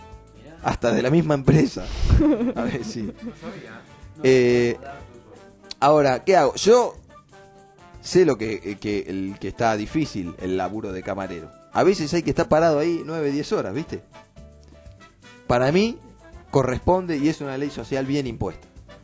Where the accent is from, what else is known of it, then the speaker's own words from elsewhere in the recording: Connecticut, United States; born there; Spanish is a second language; porque yo, ya saben, nací en Connecticut y se me sigue mezclando el inglés